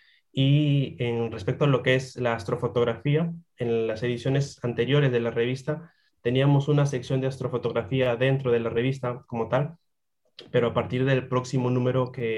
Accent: Peru; y bueno, yo que soy de Perú, ¿no?

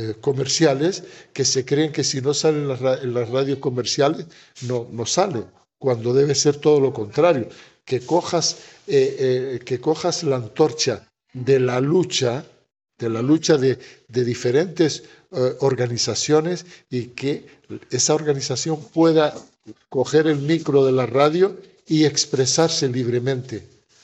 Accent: Western Sahara; utilizo también esto de que soy saharaui, no soy un periodista extranjero que estoy hablando de mi causa

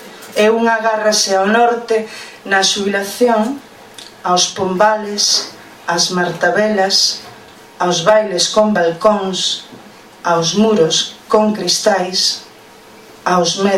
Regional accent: Foz, Galicia, Spain; porque ela é de Cedeira e eu son de Foz.

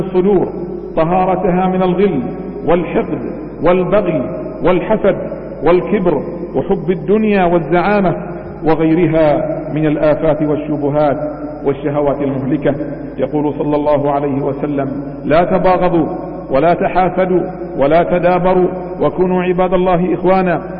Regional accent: Bahrain; اللهم احفظ بلادنا البحرين من كل سوء ومكروه

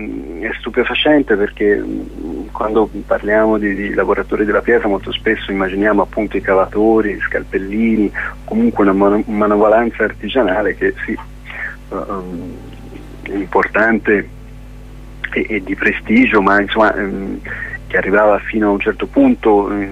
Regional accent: Florence, Tuscany, Italy; Diciamo che vengo da Firenze

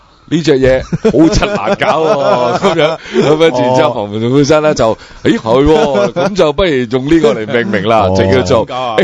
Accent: Hong Kong; accent: Hong Kong; 作為一個香港人呢

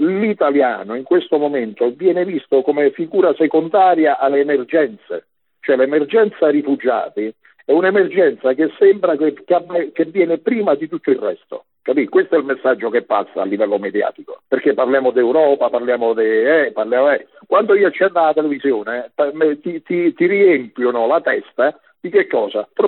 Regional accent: Rome, Lazio, Italy; tu sai, vengo da Roma, no? E puntualmente io ogni fine mese sto a Roma

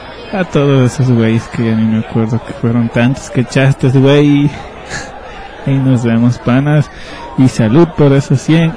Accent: Ibarra, Imbabura, Ecuador; de Ibarra, Ecuador.

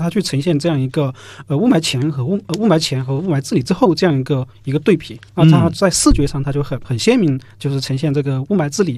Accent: China; 我们中国人

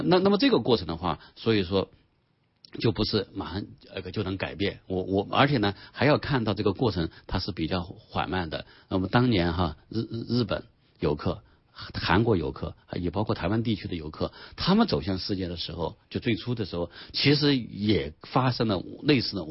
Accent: China; 我们中国人很自豪什么就啊，其实我们都是反对歧视的

